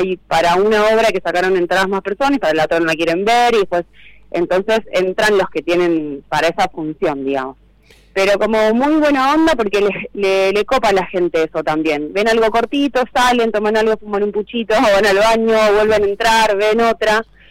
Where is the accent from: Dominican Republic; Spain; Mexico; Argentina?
Argentina; Santa Fe; también me pueden buscar a mí por Instagram, y es mi celular, que es código de área Buenos de Santa Fe, de donde vengo